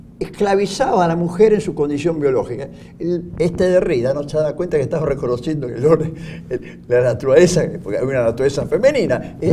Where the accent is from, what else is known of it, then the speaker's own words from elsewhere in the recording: Buenos Aires, Argentina; Nosotros que somos porteños del barrio de Freud, somos argentinos